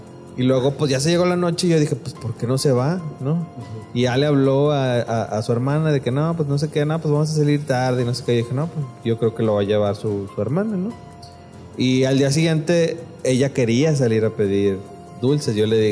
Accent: Nuevo León, Mexico; o sea, nosotros somos del norte, somos de Nuevo León.

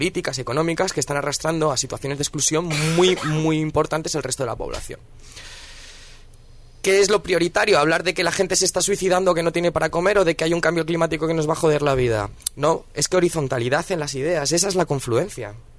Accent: Madrid, Community of Madrid, Spain; yo es que vengo de Vallecas y en Vallecas no he escuchado a nadie hablar en inglés nunca.

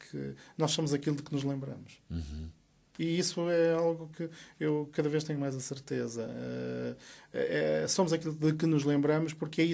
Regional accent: Porto, Portugal; Olha, eu sou do Porto, eu venho do Porto

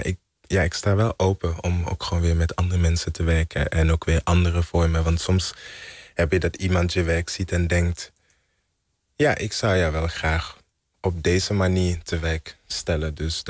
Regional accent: Belgium; ik ben in België opgegroeid.

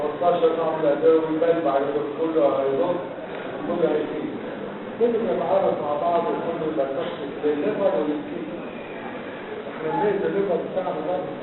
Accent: Egypt; ليه احنا كمصريين احنا شعب طيب

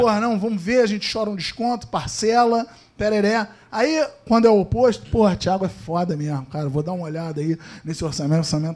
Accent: Teresópolis, Rio de Janeiro, Brazil; eu sou de Teresópolis, a galera daqui, sempre veio muita gente.

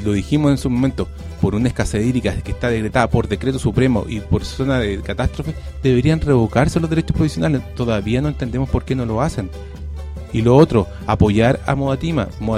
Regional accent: Cabildo, Valparaíso, Chile; O sea, aquí yo soy de Cabildo, pero aquí en La Ligua también hay concejales

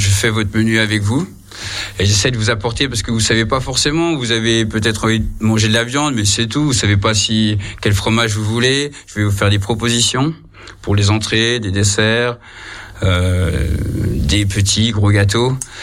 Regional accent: Grand Est, France; Moi, j'ai grandi dans les Vosges, donc c'est aussi pour ça.

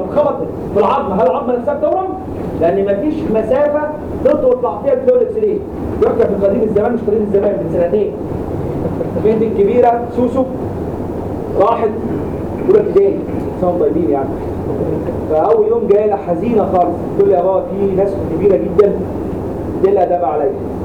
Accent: Egypt; عندنا في مصر دي عشان تبين لكم بس ان المصريين عندهم حضاره عاليه جدا

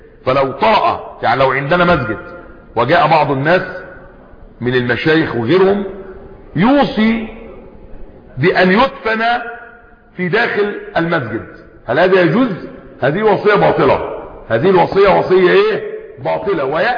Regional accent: Egypt; زي كان عندنا في مصر قديما

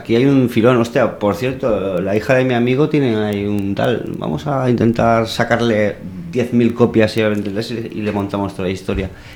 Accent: Valencia, Valencian Community, Spain; yo soy de Valencia

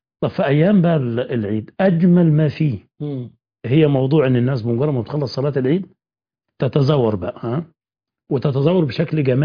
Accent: Upper Egypt, Egypt; البيوت عندنا في الصعيد هناك

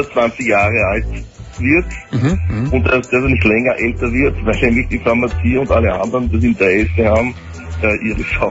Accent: Austria; Ja, ich bin Österreicher.

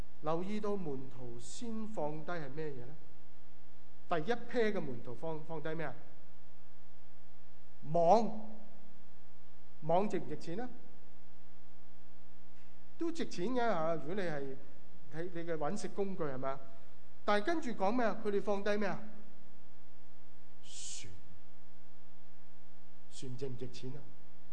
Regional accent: Guangdong, China; 咁当然我哋广东人就中意食生勾勾嘅鱼啦

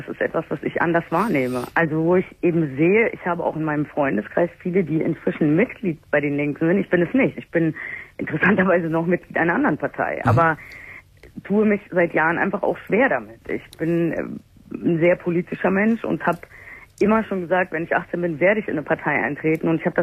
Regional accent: Wuppertal, North Rhine-Westphalia, Germany; born there; Ich bin in Wuppertal geboren.

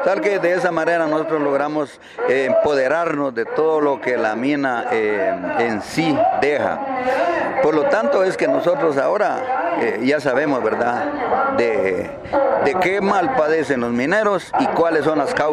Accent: Nueva Santa Rosa, Santa Rosa, Guatemala; Conforme a las fuentes de agua, yo soy de Nueva Santa Rosa.

